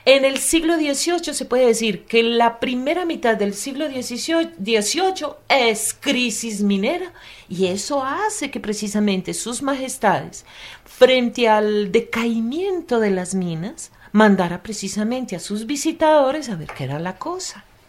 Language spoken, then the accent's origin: Spanish; Antioquia, Colombia; porque yo soy antioqueña